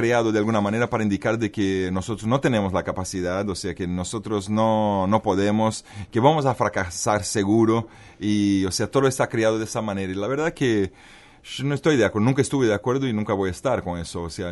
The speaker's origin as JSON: {"language": "Spanish", "country": "Bolivia", "tie": "born there", "also_born_or_lived": "Brazil", "said": "yo nací en Bolivia, viví en Brasil, entonces tuve la oportunidad de entender culturas tan diferentes a la vez."}